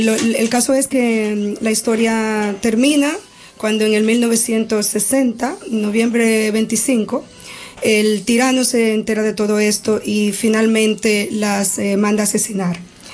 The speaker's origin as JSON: {"language": "Spanish", "country": "Dominican Republic", "said": "Son de mi país, yo soy dominicana"}